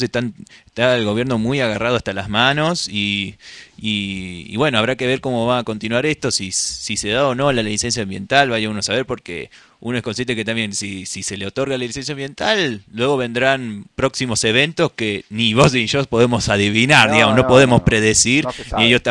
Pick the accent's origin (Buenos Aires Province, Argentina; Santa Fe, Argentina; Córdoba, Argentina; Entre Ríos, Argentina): Córdoba, Argentina; Yo que vengo de la ciudad de Córdoba